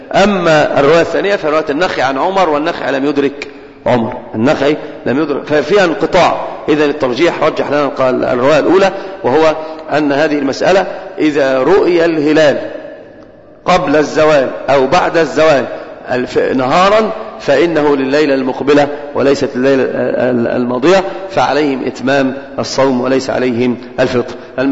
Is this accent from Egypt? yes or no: yes; Egypt; كنا في بادئ الالتزام صراحة عندنا في مصر